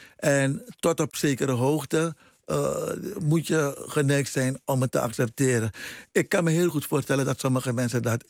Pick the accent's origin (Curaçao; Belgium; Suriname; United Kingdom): Suriname; Paramaribo; Maar in mijn jeugd in Paramaribo, dat was één gezellige boel.